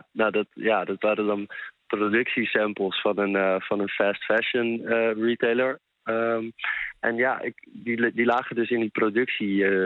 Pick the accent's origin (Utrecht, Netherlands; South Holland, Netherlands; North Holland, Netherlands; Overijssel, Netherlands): North Holland, Netherlands; Amsterdam; Ja, zeker. Ik ben opgegroeid in Amsterdam.